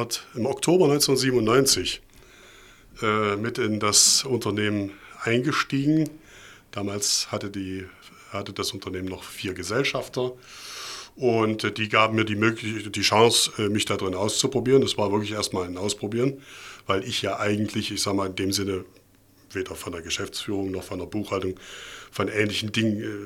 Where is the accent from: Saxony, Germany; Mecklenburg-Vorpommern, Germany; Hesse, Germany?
Saxony, Germany; Leipzig; ich bin in Leipzig im Thomanerchor groß geworden.